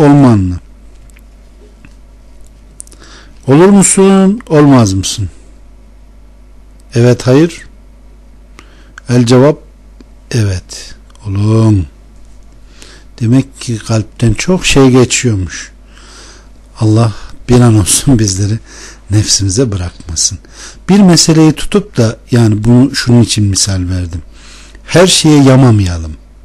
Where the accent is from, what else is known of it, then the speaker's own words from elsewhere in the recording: Konya, Turkey; Ben de Konyalıyım. Hem de has Konyalıyım vallahi.